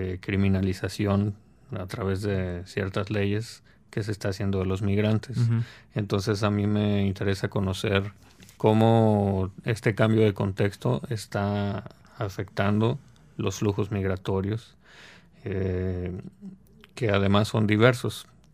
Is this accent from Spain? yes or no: no; Tampico, Tamaulipas, Mexico; moved away as an adult; now in Monterrey, Mexico; yo soy originario de Tampico, pero aquí en Monterrey tenía una familia con la cual alojarme para estudiar. Además, en Tampico no existe todavía esa carrera.